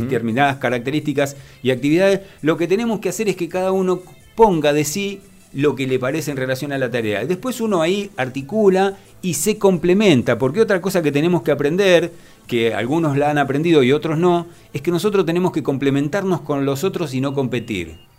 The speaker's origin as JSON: {"language": "Spanish", "town": "Moreno", "region": "Buenos Aires Province", "country": "Argentina", "tie": "born or raised there", "said": "porque vivo en Moreno, porque nací en Moreno y porque quiero a Moreno, porque yo estoy orgulloso de ser de este distrito y porque lo conozco desde que nací, conozco cada barrio"}